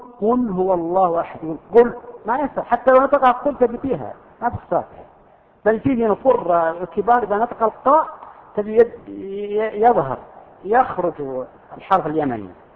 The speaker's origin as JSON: {"language": "Arabic", "region": "Al-Qassim", "country": "Saudi Arabia", "said": "وفيه أردأ منها أيضا موجودة عندنا في القصيم تسمى لغة الزقزقة"}